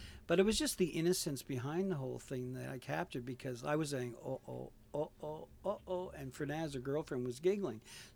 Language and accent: English; Stratford, Prince Edward Island, Canada; I'm from Stratford, PEI. I live in Stratford. I have a family of five and two at home.